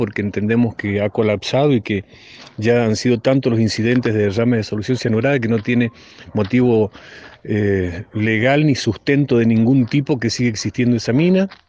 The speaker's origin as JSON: {"language": "Spanish", "town": "Jáchal", "region": "San Juan", "country": "Argentina", "said": "Soy de Hachal."}